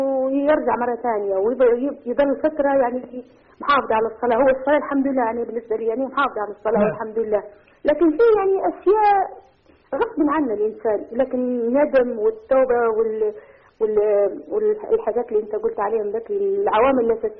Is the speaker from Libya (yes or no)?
yes; Libya; من ليبيا، نبي نشارك في الحلقة لو سمحت